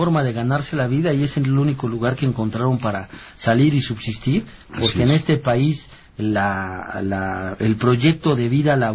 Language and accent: Spanish; Mexico; hay clases distintas entre nosotros como mexicanos, ¿no?